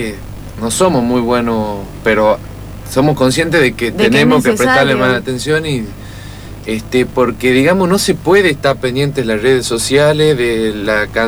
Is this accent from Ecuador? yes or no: no; Tucumán, Argentina; cuando vamos a Tucumán, particularmente a la ciudad, generalmente, como yo soy tucumano y tengo amigos, familias, todo